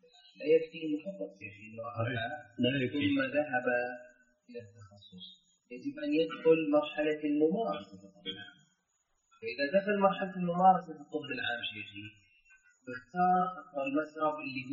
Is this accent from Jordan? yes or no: yes; Jordan; قانون الطب عندنا في الاردن ما يمنع